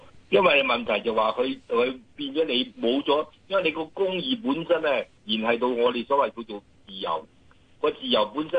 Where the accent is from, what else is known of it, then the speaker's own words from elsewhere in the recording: China; 因為問題就話我哋中國人以前咧就有個講法嘅